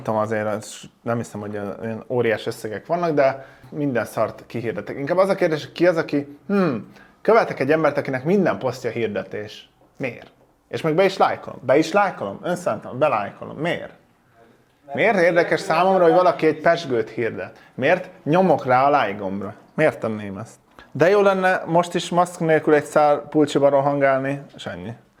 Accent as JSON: {"language": "Hungarian", "town": "Zalaegerszeg", "region": "Zala", "country": "Hungary", "tie": "born or raised there", "said": "jó volt egy pici időt a családdal tölteni szülővárosommal, Zalaegerszegen."}